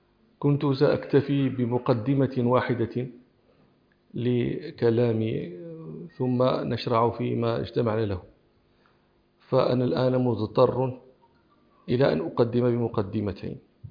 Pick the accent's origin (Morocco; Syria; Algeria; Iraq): Morocco; كان الإسبان فيها يشتغلون عندنا في المغرب في حقولنا